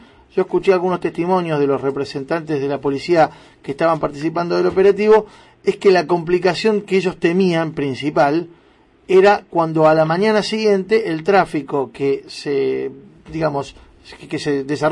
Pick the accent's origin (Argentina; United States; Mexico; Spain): Argentina; Buenos Aires; te lo digo como porteño, como habitante y permanentemente transeúnte y automovilista de la ciudad de Buenos Aires